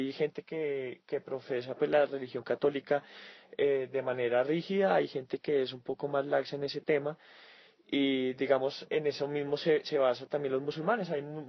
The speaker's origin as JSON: {"language": "Spanish", "country": "Colombia", "tie": "born there", "said": "yo nací aquí en Colombia, sí. Mi papá es del Líbano, de Bailul, un pueblo que queda muy cerca de Beirut. Mi papá llegó alrededor de los años 80 acá"}